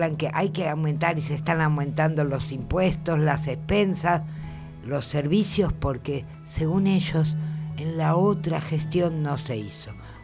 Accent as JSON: {"language": "Spanish", "country": "Argentina", "said": "Ya sé, somos argentinos"}